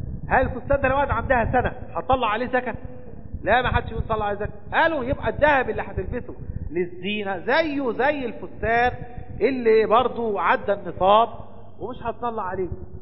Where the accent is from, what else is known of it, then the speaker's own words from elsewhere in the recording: Egypt; لكن العلماء عندنا في مصر قالوا التقدير الآن بالفضة